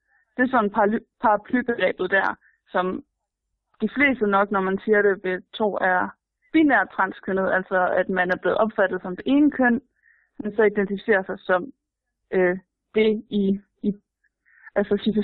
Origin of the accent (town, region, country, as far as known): Aarhus, Central Denmark Region, Denmark